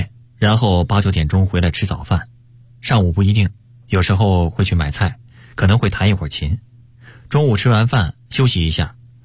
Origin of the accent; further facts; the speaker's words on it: Northwest China, China; 我们是从西北出来的人，还是喜欢高原上的天高地阔，人也没有那么多